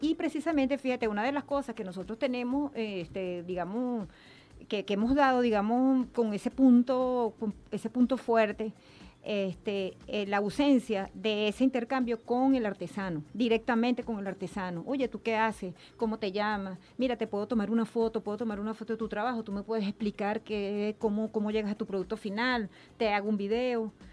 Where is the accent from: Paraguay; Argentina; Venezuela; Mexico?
Venezuela; nosotros somos venezolanos, tenemos esa sangre bien caliente y bien, bien chévere.